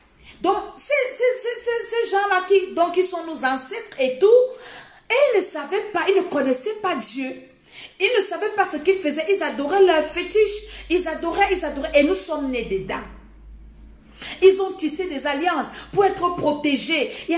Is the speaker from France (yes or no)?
no; Cameroon; avant que le réveil n'arrive, chez nous en Afrique, au Cameroun, peut-être c'est 1960.